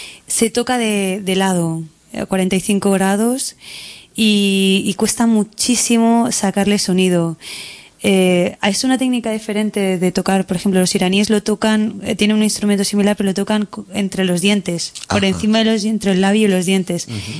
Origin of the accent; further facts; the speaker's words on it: Barcelona, Catalonia, Spain; yo soy de Barcelona